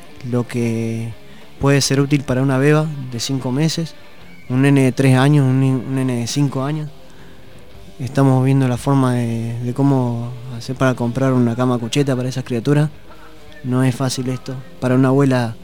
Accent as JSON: {"language": "Spanish", "town": "La Plata", "region": "Buenos Aires Province", "country": "Argentina", "also_born_or_lived": "Puerto Madryn", "said": "de la ciudad de La Plata. Vine con esto en el año 2009 cuando me vine de la provincia de Chubut, de uh-huh. la ciudad de Puerto Madryn."}